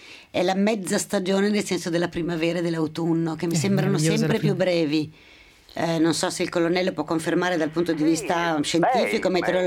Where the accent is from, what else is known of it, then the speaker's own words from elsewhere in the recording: Milan, Lombardy, Italy; essendo una milanese ho vissuto i cambi di stagione a Milano